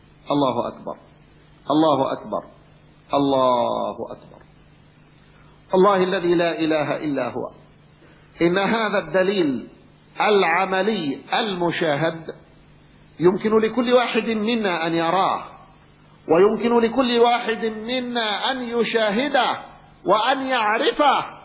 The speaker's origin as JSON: {"language": "Arabic", "country": "Yemen", "said": "كان أحد مشايخ القبائل عندنا في اليمن"}